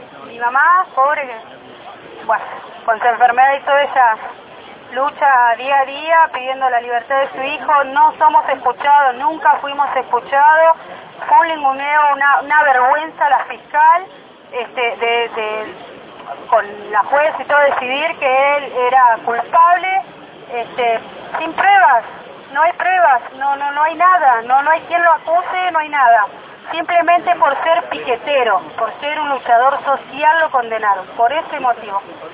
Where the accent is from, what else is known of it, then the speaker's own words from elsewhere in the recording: Almirante Brown, Buenos Aires Province, Argentina; es un dirigente social, un luchador social, nosotros somos de Almirante Brown.